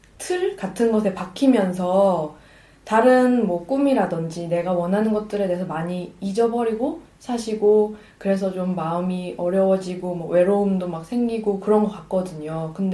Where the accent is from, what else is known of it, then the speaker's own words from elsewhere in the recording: South Korea; 저는 한국 사람이니까 한국에서 거의 평생 지냈고